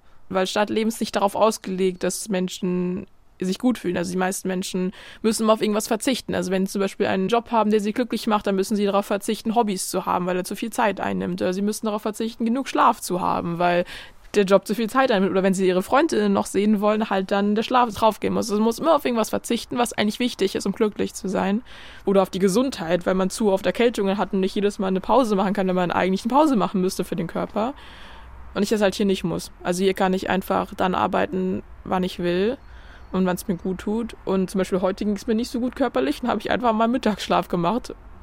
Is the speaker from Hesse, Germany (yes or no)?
yes; Frankfurt, Hesse, Germany; Wenn ich in meine Heimatstadt gehe und die Frankfurt ist